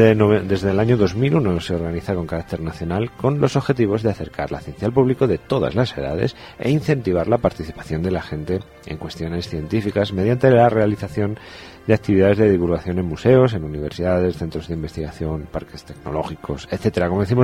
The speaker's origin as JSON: {"language": "Spanish", "town": "Madrid", "region": "Community of Madrid", "country": "Spain", "said": "nosotros somos madrileños, emitimos desde la zona sur de la capital de España"}